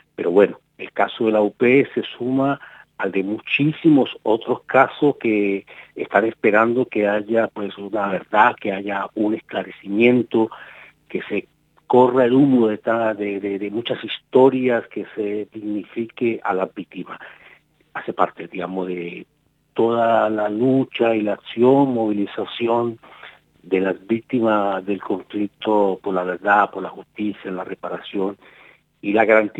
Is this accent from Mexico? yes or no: no; Colombia; No es, como colombiano, el primer proceso al que le hago seguimiento. En otro, estando allí en Colombia